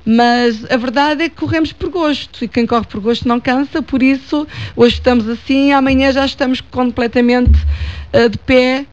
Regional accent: Manteigas, Centro, Portugal; Eu sou de Manteigas, mas sinto-me como se fosse de Oliveira do Hospital.

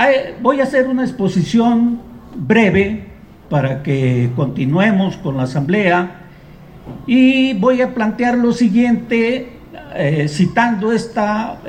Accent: Atoyac de Álvarez, Guerrero, Mexico; born there; now in Chilpancingo, Mexico; Bueno, yo soy originario de Atoyac de Álvarez Guerrero, nacido ahí, vivo en Chilpancingo el mayor tiempo de mi vida, he estado viviendo en Chilpancingo.

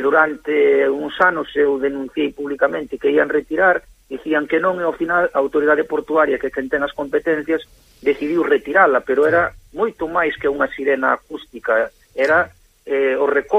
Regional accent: Fisterra, Galicia, Spain; Son de Fisterra. Foron amigos, moi amigos nós, porque vivimos ao lado, prácticamente a 40 metros.

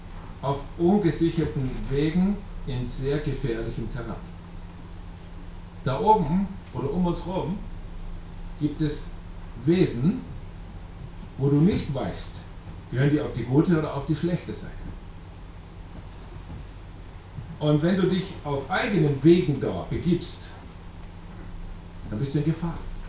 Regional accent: Bavaria, Germany; bei uns im Allgäu da oben, die sind echte Profis da.

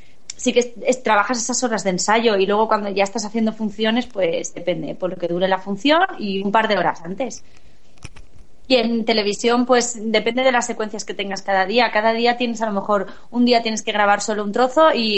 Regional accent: Catarroja, Valencian Community, Spain; Hice, cuando era muy pequeña, a lo mejor tenía 6 años, una función de teatro en mi pueblo, con el grupo de teatro del pueblo de Catarroja

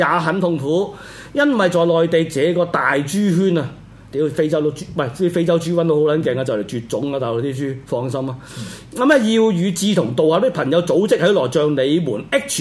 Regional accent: China; 所以大家唔好成日唔好认自己唔系中国人，我哋系中国人，中华民国。

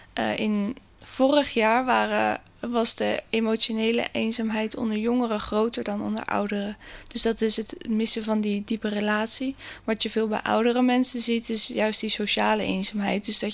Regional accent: Westland, South Holland, Netherlands; now in Naaldwijk, Netherlands; ik kom uit Westland, ik woon in Naaldwijk. Ik ben 24 jaar

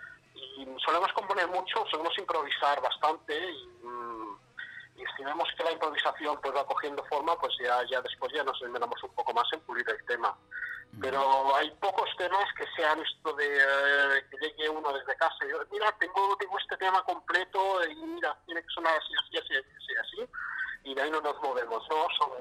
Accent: Manacor, Balearic Islands, Spain; somos de Manacor y no hemos hecho ningún concierto en Manacor

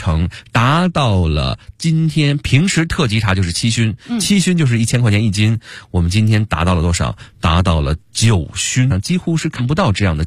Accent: Beijing, China; 这个我北京人代表我们北京的这个朋友们感谢小谭

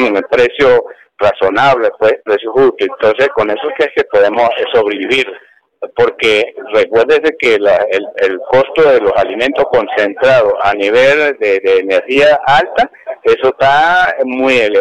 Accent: Ceboruco, Táchira, Venezuela; nosotros somos de Ceboruco

